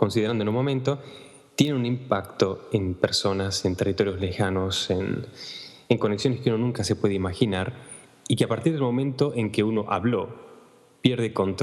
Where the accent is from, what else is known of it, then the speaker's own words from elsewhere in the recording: Argentina; moved away; desde hace más de 15 años, desde que salí de Argentina, idas y vueltas, y siempre estás extrañando a alguien o te falta algo